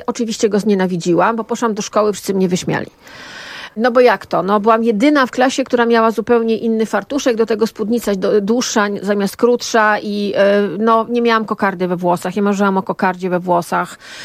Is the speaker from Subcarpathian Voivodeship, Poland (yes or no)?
yes; Subcarpathian Voivodeship, Poland; I w latach 70., kiedy dorastałam, jeździło się na targ do Rzeszowa albo do Przemyśla